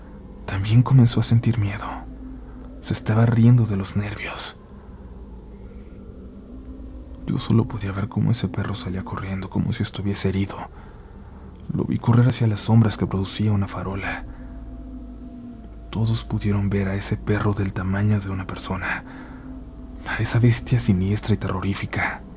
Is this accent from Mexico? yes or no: yes; Durango, Mexico; Nosotros somos de una comunidad turística del estado de Durango